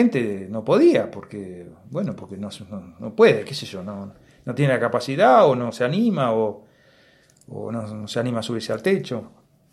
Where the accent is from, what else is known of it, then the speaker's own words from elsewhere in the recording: Patagonia, Argentina; Más de lo que somos como patagónicos, ¿no?